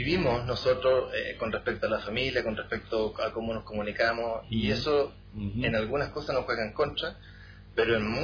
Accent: Chile; moved away as an adult; now in Taiwan; Yo antes era de Chile y, bueno, me gusta mucho mi país

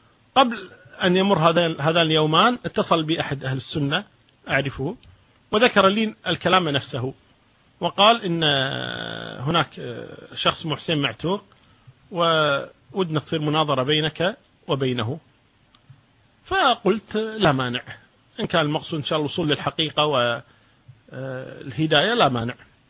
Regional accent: Kuwait; عندنا في الكويت في منطقة الدسمة

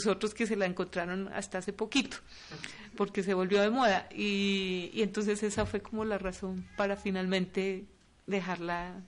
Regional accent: Los Llanos, Colombia; yo soy de Los Llanos y yo crecí escuchando música, sobre todo de Venezuela y cosas de Venezuela. Con Los Llanos compartimos la misma música.

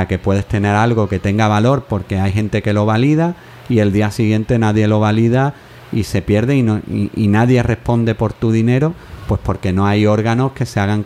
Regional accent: Jerez de la Frontera, Andalusia, Spain; pero en mi tierra, en Jerez, hubo lo que se llamó el zoquito

